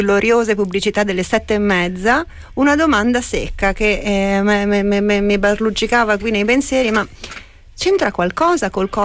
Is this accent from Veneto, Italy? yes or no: yes; Veneto, Italy; E io che sono veneta